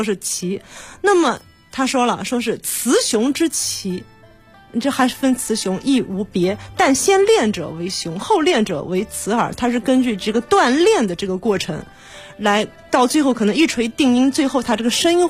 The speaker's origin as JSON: {"language": "Chinese", "country": "China"}